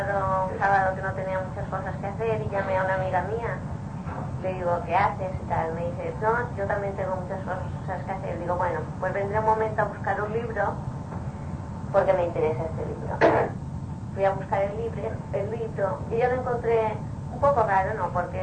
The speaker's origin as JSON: {"language": "Spanish", "region": "Balearic Islands", "country": "Spain", "said": "yo vengo de Mallorca, de una isla, de España, y ya me voy en dos días más"}